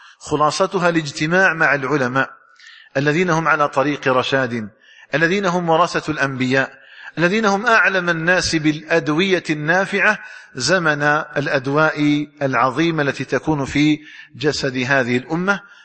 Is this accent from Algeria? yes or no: yes; Algeria; اللهم اجعل بلدنا الجزائر آمنا مطمئنا